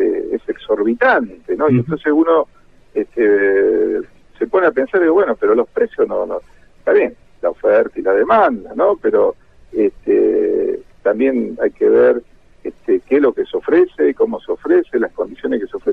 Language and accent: Spanish; Argentina; uno como buen argentino, uno quiere tener su casa propia, ¿no?